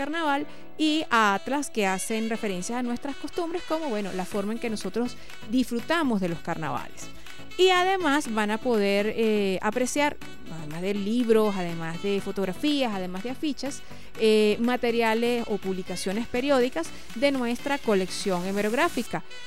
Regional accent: Venezuela; lo que somos como venezolanos

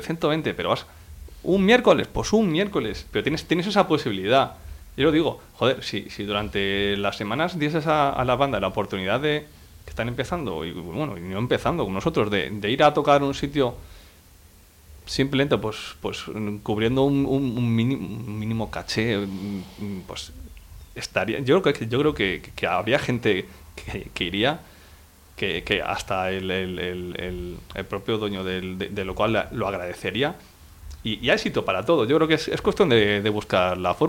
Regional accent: Madrid, Community of Madrid, Spain; lo puedes hacer en Madrid, nosotros somos de Madrid

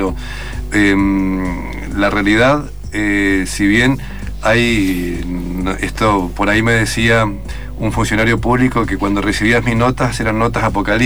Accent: Mendoza, Argentina; Le decía a los mendocinos, que los mendocinos, soy mendocino

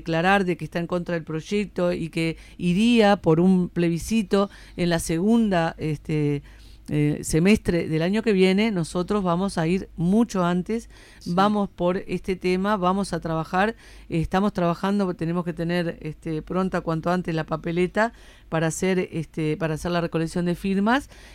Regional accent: Uruguay; acá, como uruguayos, tenemos que cuestionar el modelo económico

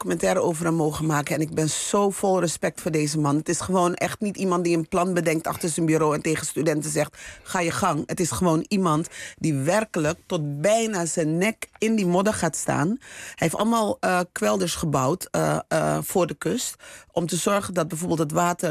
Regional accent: Suriname; Het is wat wij als Surinamers gewoon elke dag merken is gewoon dat de economie ontwricht is.

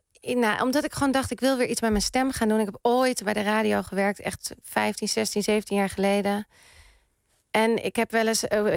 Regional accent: Amsterdam, North Holland, Netherlands; daar ben ik opgegroeid. Ja, vanaf mijn zesde woonde ik er ongeveer. En de eerste jaren van mijn leven ben ik opgegroeid in de Pijp.

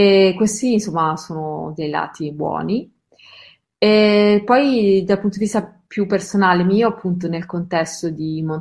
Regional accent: Lombardy, Italy; sono lombarda, ho studiato a Bergamo

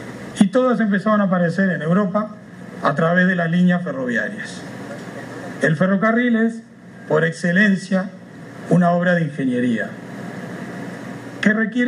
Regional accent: Uruguay; yo escucho que se habla mucho, y somos bien uruguayos, ¿no?

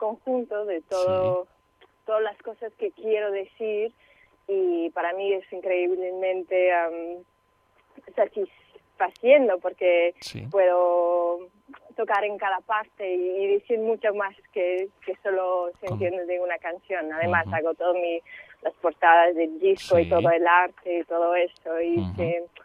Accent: Ithaca, New York, United States; moved away; Cosas que hasta que me he ido de Ithaca, de donde soy, nunca me había dado cuenta que estos paisajes eran súper mágicos.

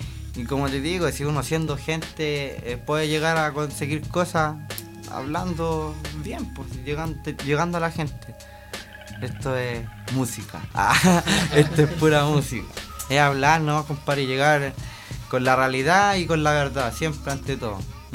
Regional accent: Bajos de Mena, Santiago Metropolitan, Chile; una persona nacida y criada en Bajos de Mena, un sector vulnerable para todos, pero muy querido para mí.

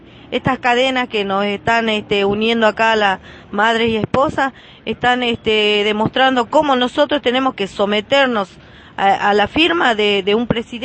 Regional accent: Argentina; si nosotros y los 44 somos ciudadanos argentinos?

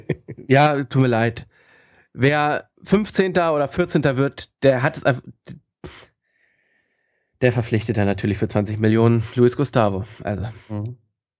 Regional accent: Bavaria, Germany; aber ich hätte ihn jetzt nicht geholt, so wenn ich als Bayer, aus Bayern-Sicht, hätte ich ihn jetzt nicht geholt.

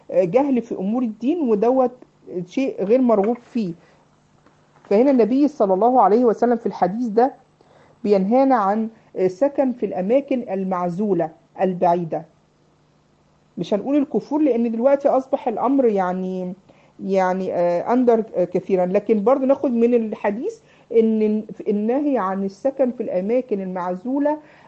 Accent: Egypt; عارفين يا بنات عندنا في مصر يسموا النجع، النجوع والكفور

